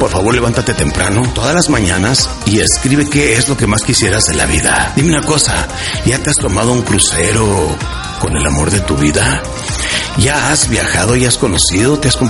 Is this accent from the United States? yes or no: yes; United States; crecí en Estados Unidos, con los norteamericanos que dicen time is money, o sea, el dinero es lo más importante para los norteamericanos, y así crecí yo.